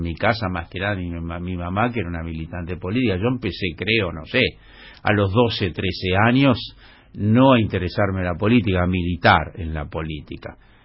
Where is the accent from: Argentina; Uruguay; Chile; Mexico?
Argentina; Colegiales, Buenos Aires; born there; soy fana del barrio en que nací, de Colegiales, y ahora, bueno, de este en el que estoy hace 30 años.